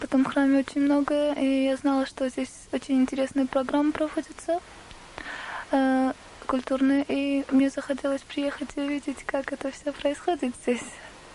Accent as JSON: {"language": "Russian", "country": "Armenia", "lives_now": "Watford, United Kingdom", "said": "я ученица Шрила Рикеша Свами в Швишнупад, сама армянка, и живу в Бхактивиданта Мэнори уже 2 года."}